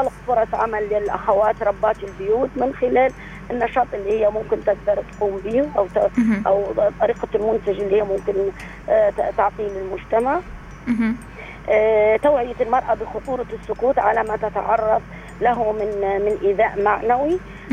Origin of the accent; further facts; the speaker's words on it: Libya; هذا موجود عندنا في ليبيا